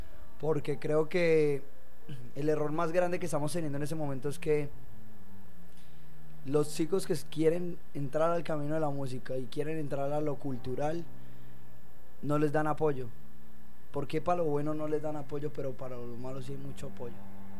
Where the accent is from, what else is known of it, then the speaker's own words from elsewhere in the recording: Marinilla, Antioquia, Colombia; also born or lived in San Pedro de los Milagros; tengo mucha familia en Marinilla, Antioquia, la mayoría de mi familia vive en Marinilla, pero yo no nací en Marinilla, nací en San Pedro de los Milagros, un pueblo también lechero y montañero.